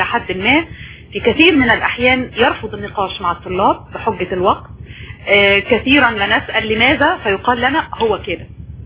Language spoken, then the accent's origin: Arabic; Egypt; بالتأكيد وأنا مواطنة مصرية أشهد أن الصورة ليست سوداء